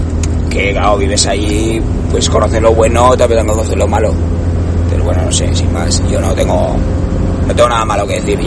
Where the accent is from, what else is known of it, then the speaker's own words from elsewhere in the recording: Zaragoza, Aragon, Spain; No, no le tengo manía a Zaragoza. Yo soy de Zaragoza.